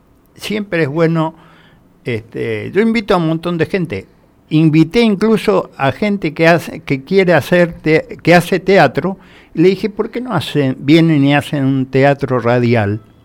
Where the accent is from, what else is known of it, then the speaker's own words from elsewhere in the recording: Misiones, Argentina; me dijeron, ¿vos sos paraguayo? No, decía, soy misionero.